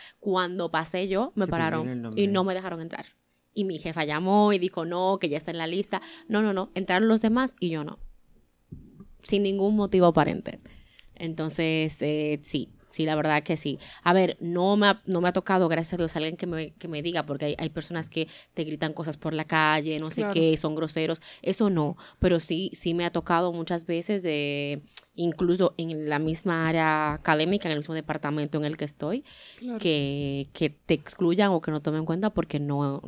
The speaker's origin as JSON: {"language": "Spanish", "country": "Dominican Republic", "said": "¿y tú de dónde eres? Y yo, bueno, le digo, soy dominicana"}